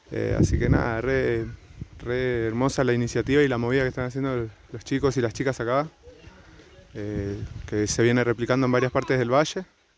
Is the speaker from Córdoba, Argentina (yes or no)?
yes; Huerta Grande, Córdoba, Argentina; Bueno, yo vengo de Huerta Grande, pinto hace bastante tiempo.